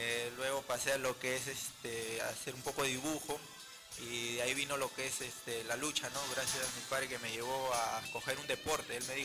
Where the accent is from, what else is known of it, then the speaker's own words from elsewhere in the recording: Callao, Peru; No, soy chalaco neto porque